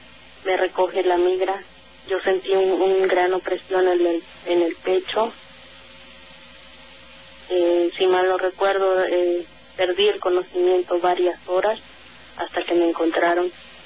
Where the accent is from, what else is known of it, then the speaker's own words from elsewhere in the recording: Puebla, Mexico; quise regresar a hacer vida a Puebla, de donde soy originaria.